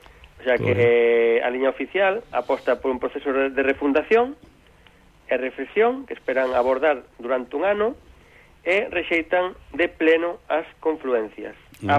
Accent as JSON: {"language": "Galician", "region": "Galicia", "country": "Spain", "said": "empezo hoxe por nacionalismo, sendo galegos."}